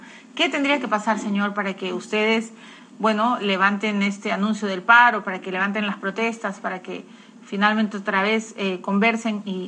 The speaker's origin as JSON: {"language": "Spanish", "country": "Peru", "said": "todos somos peruanos"}